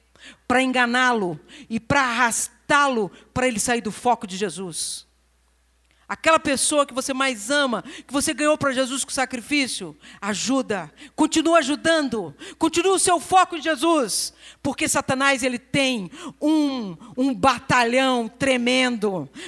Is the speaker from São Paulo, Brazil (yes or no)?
no; Rio de Janeiro, Brazil; Porque eu sou do Rio de Janeiro e eu como feijão preto. Eu sou do Rio de Janeiro, mas eu não tenho sotaque.